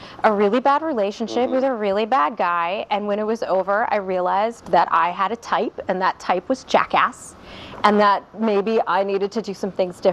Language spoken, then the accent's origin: English; Ohio, United States; I'm from Ohio. I know a thing or two about it.